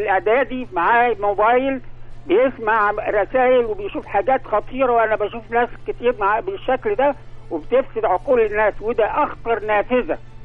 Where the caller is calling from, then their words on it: Alexandria, Alexandria Governorate, Egypt; نقيب امن بحري وحربي